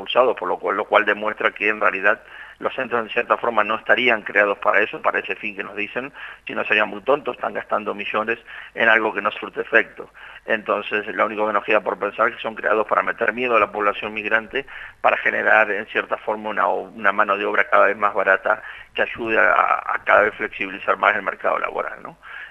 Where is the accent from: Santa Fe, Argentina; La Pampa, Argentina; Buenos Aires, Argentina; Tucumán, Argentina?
La Pampa, Argentina; fui a un pueblo de La Pampa, muy pequeño de donde soy